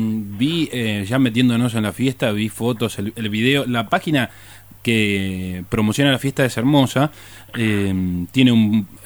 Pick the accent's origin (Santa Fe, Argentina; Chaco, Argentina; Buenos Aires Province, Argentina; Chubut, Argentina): Buenos Aires Province, Argentina; Cañuelas; Sí, yo soy de Cañuela, siempre lo comento. Incluso en la radio ya me hacen chistes por mencionar reiteradas veces que soy de esa ciudad